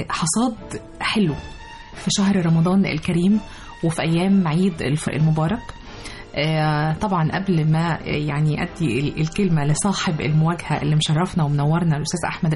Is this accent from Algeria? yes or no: no; Egypt; وصمودنا إحنا كمصريين ومواطنين